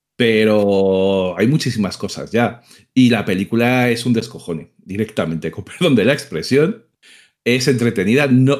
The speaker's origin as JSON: {"language": "Spanish", "town": "Madrid", "region": "Community of Madrid", "country": "Spain", "said": "Que a ver, que soy muy de Madrid, que me gusta mucho Madrid, pero que terminas muy harto de Madrid también."}